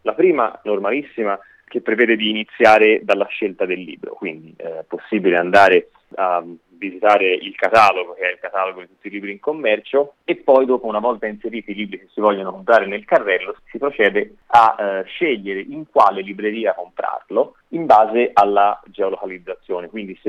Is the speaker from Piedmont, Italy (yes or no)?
no; Florence, Tuscany, Italy; io che sono di Firenze